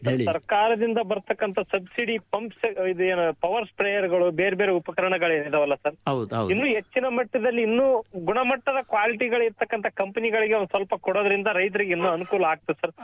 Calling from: Koppal, Karnataka, India; ಕೊಪ್ಪಳ ಹತ್ರ ಕಾತ್ರಿಕಿ ಗುಡ್ಲನೂರ್ ಅಂತ ಹೇಳಿ, ನಮ್ದು ಕೊಪ್ಪಳ ತಾಲೂಕು ಅಳವಂಡಿ ಹೋಬಳಿ.

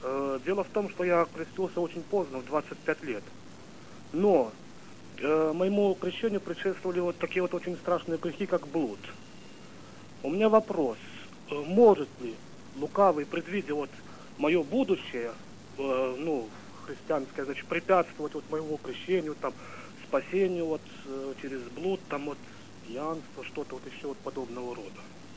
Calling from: Vilnius, Vilnius County, Lithuania; Дело в том, что я звоню из Вильнюса.

